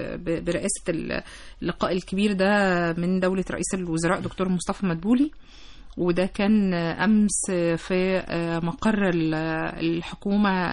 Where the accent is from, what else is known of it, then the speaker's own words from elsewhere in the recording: Egypt; علشان إحنا لسه كمصريين مش عارفين استخدامها